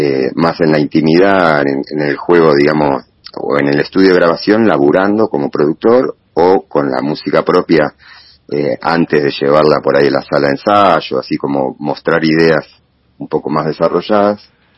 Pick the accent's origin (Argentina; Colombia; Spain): Argentina; Bernal, Buenos Aires Province; soy originario de Bernal. Después viví 15 años en Boedo, en Capital. Y hace ya unos años, ya casi 8 años creo ya, por suerte pude volver para estos lados, que es un poco más mi aire, mi hábitat, en Don Bosco